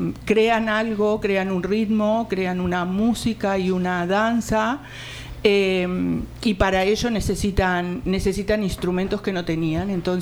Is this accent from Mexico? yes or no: no; Uruguay; born there; yo nací en Uruguay y en Uruguay el candombe es algo que nos identifica